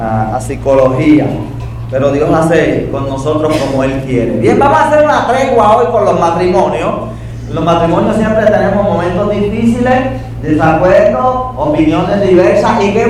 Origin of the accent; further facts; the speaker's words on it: Yabucoa, Puerto Rico; crecimos en Yabucoa y nos quedamos en Yabucoa. Pero estuve en Mayagüez unos cuantos años, en el Colegio de Agricultura y Artes Mecánicas de Mayagüez, estudiando ingeniería